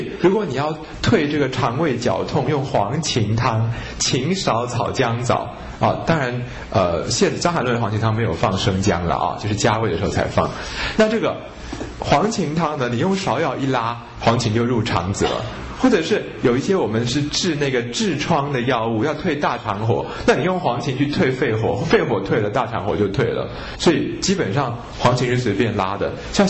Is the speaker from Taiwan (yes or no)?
no; China; 因为我们中国人说五行是土生金，对不对？